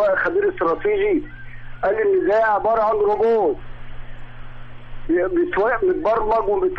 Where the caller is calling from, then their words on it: Alexandria, Alexandria Governorate, Egypt; انا بكلم حضرتك من اسكندريه